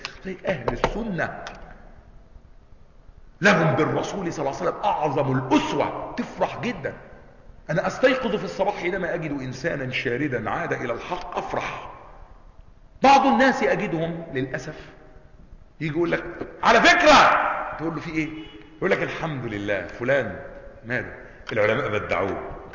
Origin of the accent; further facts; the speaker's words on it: Egypt; ليس مثلنا احنا مصريين، انت كذا